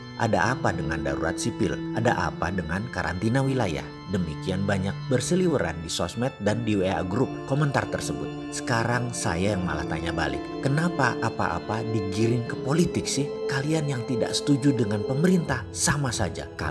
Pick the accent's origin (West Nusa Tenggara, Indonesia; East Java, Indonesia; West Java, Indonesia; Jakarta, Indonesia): East Java, Indonesia; Kalau sampai ngomong anco-anco, ya memang saya Jawa Timuran lah ngono dul, bukan nyinyir tok.